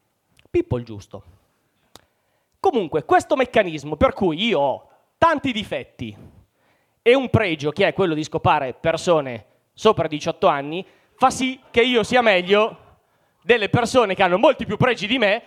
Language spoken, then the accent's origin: Italian; Mantua, Lombardy, Italy; avevo 20 anni, quindi parliamo di 19 anni fa, facevo l'università a Parma, io sono di Mantova, quindi Parma era molto comoda